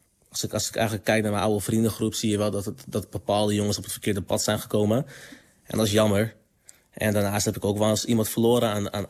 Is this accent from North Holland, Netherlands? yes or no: no; Groningen, Netherlands; zelf kom ik uit Groningen en in het hoge noorden.